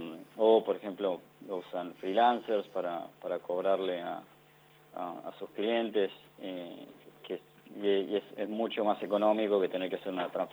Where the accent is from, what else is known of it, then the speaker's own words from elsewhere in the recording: Choele Choel, Río Negro, Argentina; Choel, Río Negro.